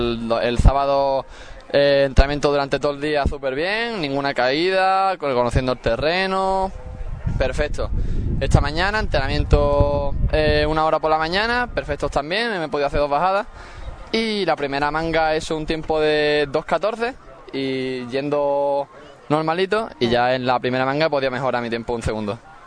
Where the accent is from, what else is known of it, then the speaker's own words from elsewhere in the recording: Ubrique, Andalusia, Spain; En mi pueblo me parece perfecto, pero yo también he preguntado qué les parecía. Yo me llevo una buena sensación, vamos, de tener la gran suerte de que sea un campeonato de España en Ubrique.